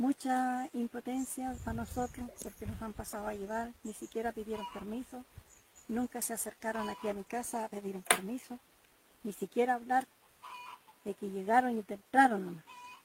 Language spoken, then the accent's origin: Spanish; Tranquil, Los Ríos, Chile; soy de aquí de Tranquil.